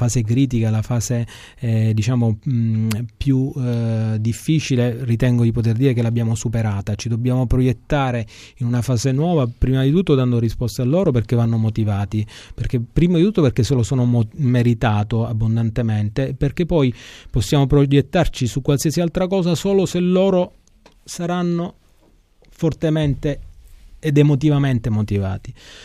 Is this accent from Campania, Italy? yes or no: no; Sicily, Italy; proprio perché sono un siciliano convinto